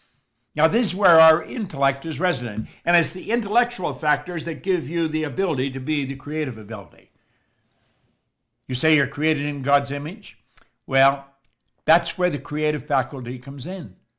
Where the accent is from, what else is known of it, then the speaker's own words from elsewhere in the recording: Toronto, Ontario, Canada; And I said, I'm from Toronto. I'll fly over.